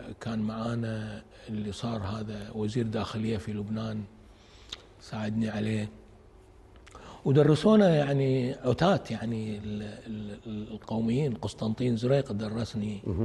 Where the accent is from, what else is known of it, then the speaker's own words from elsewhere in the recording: Kuwait; أروح أرجع إلى ديرتي الكويت وأقرأ